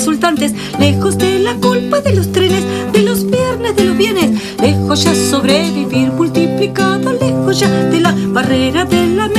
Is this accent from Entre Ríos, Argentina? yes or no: no; Buenos Aires, Argentina; Ya venía de provincia, yo soy de provincia de Buenos Aires